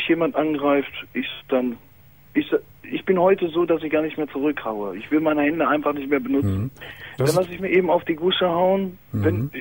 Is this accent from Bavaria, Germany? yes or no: no; Herdecke, North Rhine-Westphalia, Germany; Wittenwetter, ich komme aus Herdecke.